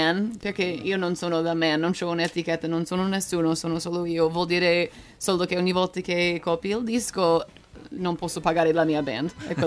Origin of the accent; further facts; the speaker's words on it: Tuscany, Italy; accent: Tuscan; Italian is a second language; E io parlo con un accento toscano.